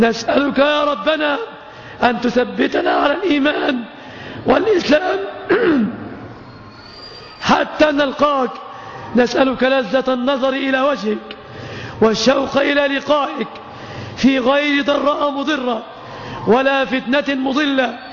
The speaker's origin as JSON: {"language": "Arabic", "country": "Egypt", "said": "اللهم يا ربنا احفظ بلادنا مصر وبلاد"}